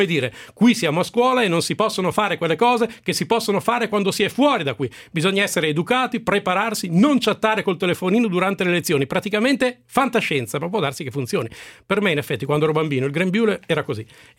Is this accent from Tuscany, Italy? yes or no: no; Milan, Lombardy, Italy; io sono di Milano, ma io non sono così.